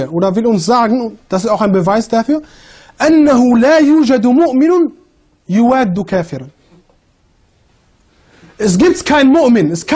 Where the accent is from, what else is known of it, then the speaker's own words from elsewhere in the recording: Germany; Ja, ich komme aus Deutschland, modern und so.